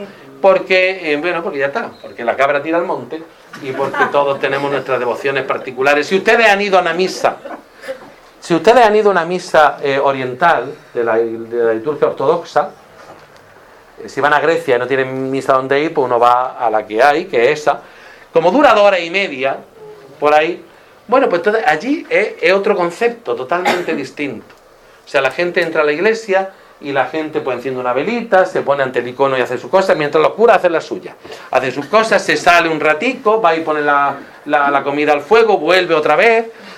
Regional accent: La Zubia, Andalusia, Spain; cuando yo era pequeño, cuando yo tenía, que hablo del año 70-75, pues en la Zubia, en mi pueblo

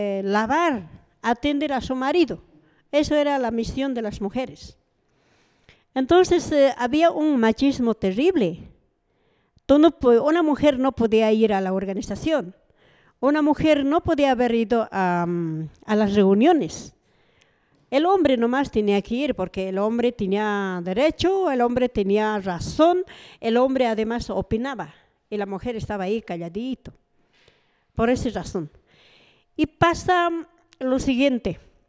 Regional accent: Bolivia; Estados Unidos está protegiendo a los que lo robaron a mi país, a los que nos mataron en mi país

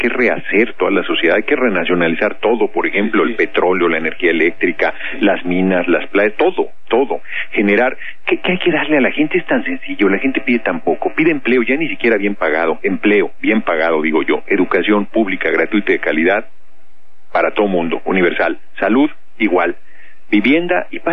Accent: Tlalnepantla, State of Mexico, Mexico; Tlalnepantla, en el Estado de México. Yo nací en el DF, pero muy chicos, nos fuimos a la zona conurbada

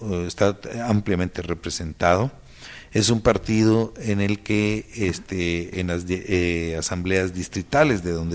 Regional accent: Guatemala; now in Mexico; En primer lugar, yo soy guatemalteco.

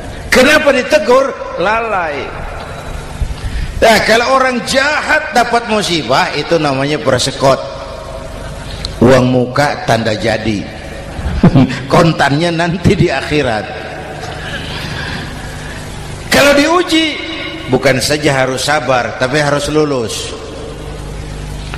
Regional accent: Jakarta, Indonesia; born there; Bahwa saya lahir di Jakarta, itu sih kebetulan.

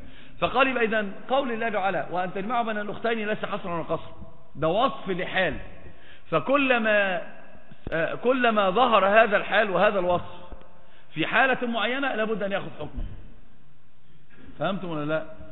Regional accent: Upper Egypt, Egypt; أصلا عندنا في مصر برضو نفس الحكاية، في سمع وطاعة بس بيخرج. أصلا صعيدي

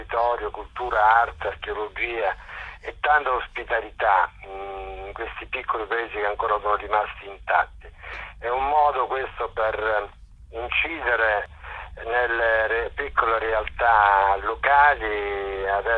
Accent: Duronia, Molise, Italy; Perché non andiamo da Roma a Durogne, Durogne che è il mio paese, con le biciclette?

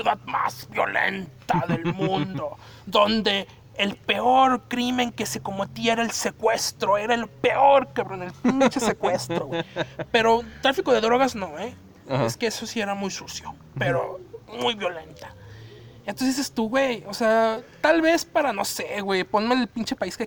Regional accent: Mexico; para nosotros como mexicanos, güey, ves esta madre

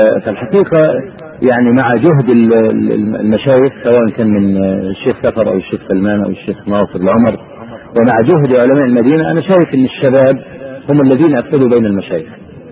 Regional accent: Egypt; يعني مثلا عندنا في مصر دخول البرلمان لا قيمة له

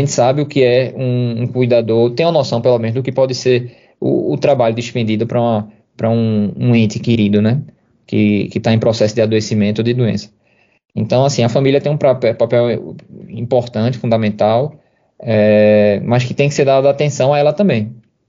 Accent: Recife, Pernambuco, Brazil; de Recife, de Pernambuco, de Olinda, é enorme da minha família. E estar participando, ajudando a minha terra, para mim é importante.

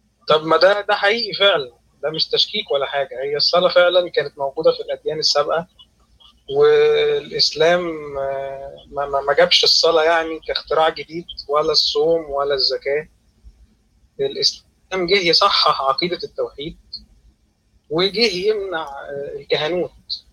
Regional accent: Alexandria, Alexandria Governorate, Egypt; أنا اسكندراني يا جماعة

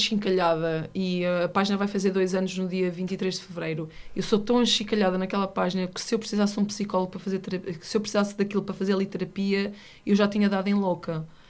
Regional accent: Oliveira das Meias, Norte, Portugal; Eu sou de Oliveira das Meias, que por acaso é no Norte, mas eu não sou uma mulher do Norte

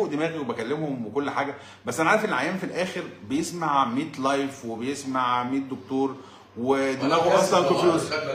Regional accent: Egypt; وبعدين انا بقول انا راجل مصري

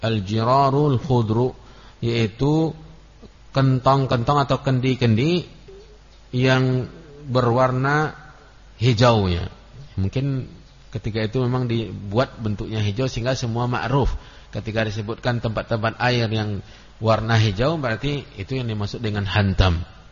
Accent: Kampar, Riau, Indonesia; saya dalam bahasa Kampar itu, ya, khusus di kampung saya, itu ada istilah-istilah benda yang saya tidak mengetahui maknanya

